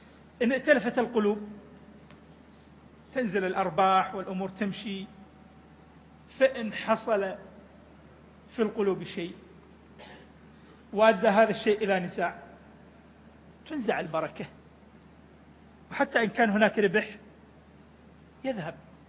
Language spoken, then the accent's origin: Arabic; Iraq; إلى منطقتنا، إلى بلدنا العراق